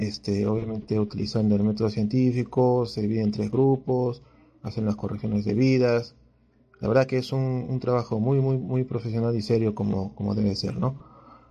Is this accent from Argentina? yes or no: no; Peru; Y como peruanos debemos estar unidos, ¿no?